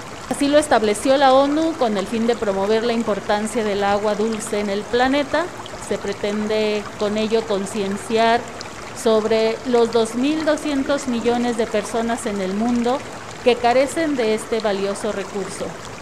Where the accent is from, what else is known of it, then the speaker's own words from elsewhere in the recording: Oaxaca, Mexico; como oaxaqueñas, oaxaqueños, sabemos que hoy se conmemora el natalicio